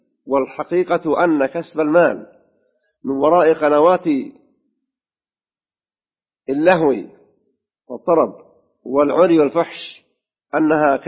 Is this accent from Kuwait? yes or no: no; Saudi Arabia; وفي بلادنا المملكة العربية السعودية ذات التهجد وحاضنة الحرمين